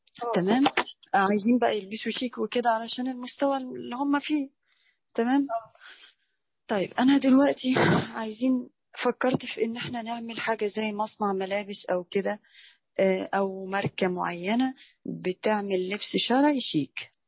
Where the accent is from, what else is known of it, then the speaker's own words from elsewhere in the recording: Damietta, Damietta Governorate, Egypt; من دمياط.